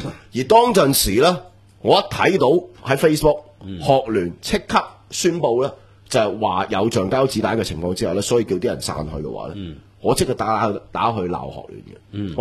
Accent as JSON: {"language": "Cantonese", "country": "Hong Kong", "said": "我哋香港人"}